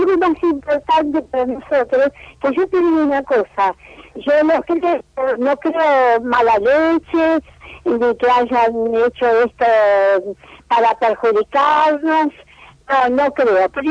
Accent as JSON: {"language": "Spanish", "country": "Argentina", "said": "soy argentina de pura uh-huh. cepa."}